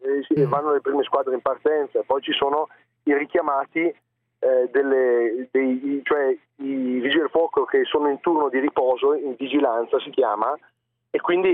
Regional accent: Lombardy, Italy; un comune della provincia, non sono proprio di Bergamo città.

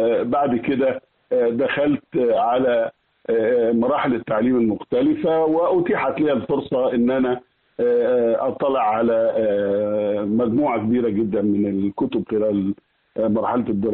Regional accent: Al-Hamamiya, Asyut Governorate, Egypt; قريه الهمامية التابعه لمركز البدائل بمحافظة أسيوط.

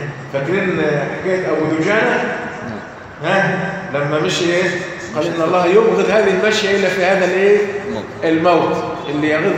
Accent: Egypt; والخوزة اللي عارفين إحنا كمصريين الخوزة، لكن هو عشان مش مصري

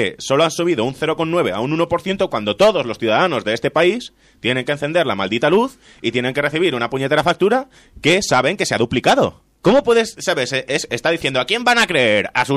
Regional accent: Italy; Spanish is a second language; Yo puedo hacerlo porque soy italiano.

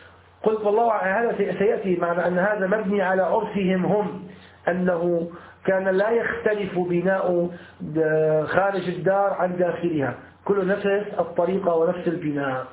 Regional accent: Damascus Governorate, Syria; يعني يسموها عندنا في سوريا في الشام أرض الديار

